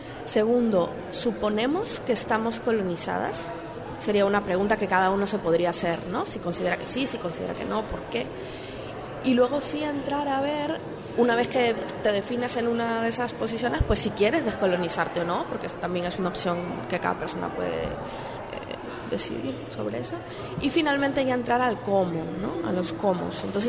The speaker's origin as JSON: {"language": "Spanish", "country": "Peru", "said": "Para la gente que venimos de otros lugares, ¿no?, concretamente yo soy peruana"}